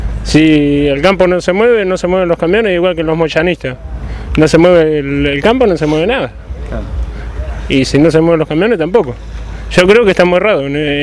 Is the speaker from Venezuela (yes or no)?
no; Villa Gaucho, Argentina; Yo me crié acá en Villa Gaucho, me crié de los 5 años.